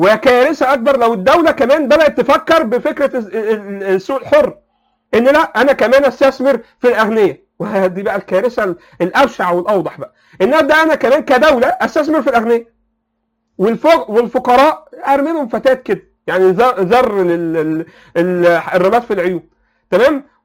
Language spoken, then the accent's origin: Arabic; Egypt; ده بقى حصل بقى بطريقه فاحشه عندنا في مصر،